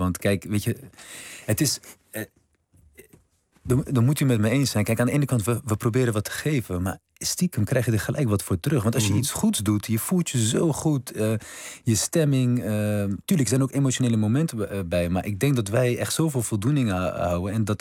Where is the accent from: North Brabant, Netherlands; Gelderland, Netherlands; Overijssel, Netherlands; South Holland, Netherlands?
South Holland, Netherlands; Rotterdam; Kijk, mijn opa, we komen uit Rotterdam-Zuid.